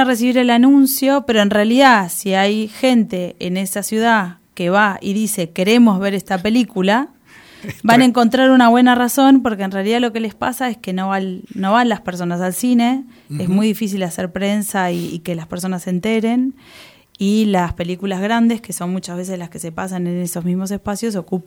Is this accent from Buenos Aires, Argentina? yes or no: no; Neuquén, Argentina; A mí me gustaría personalmente ir a Neuquén, porque además de que está parte del grupo de familiares y amigos, es de donde yo vengo.